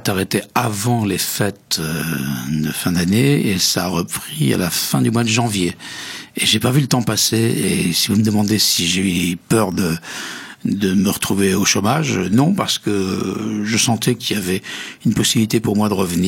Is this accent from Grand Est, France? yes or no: yes; Metz, Grand Est, France; Pourtant, il est lorrain comme moi. Il est de Nancy, moi je suis de Metz.